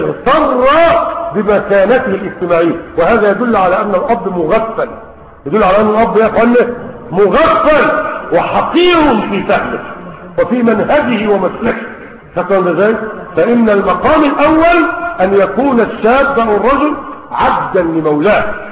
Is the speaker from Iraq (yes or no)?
no; Egypt; عندنا في مصر 9 مليون عام فاتت الثلاثين